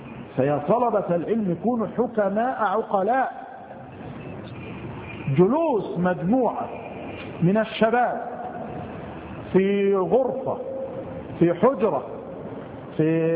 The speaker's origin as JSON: {"language": "Arabic", "town": "Mansoura", "region": "Dakahlia", "country": "Egypt", "said": "إحدى البلدان عندنا في المنصورة المسجد يمتلئ عن آخره"}